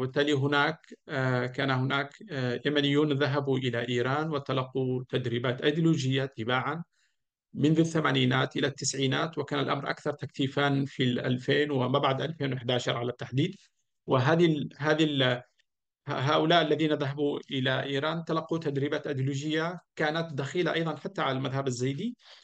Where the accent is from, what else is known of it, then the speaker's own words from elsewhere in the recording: Taiz Governorate, Yemen; moved away; أشتاق لقريتي المعلقة في الجبال الشاهقة في الحجيرية في اليمن